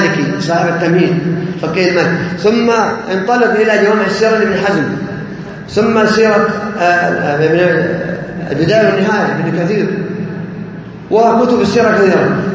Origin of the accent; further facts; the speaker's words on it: Saudi Arabia; ما تدرس عندنا في السعودية هنا إلا كتب العقيدة الصحيحة